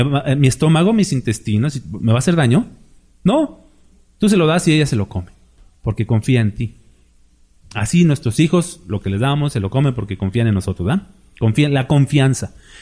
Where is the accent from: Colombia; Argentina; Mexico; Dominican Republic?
Mexico; Aunque somos mexicanos, tenemos una idiosincrasia similar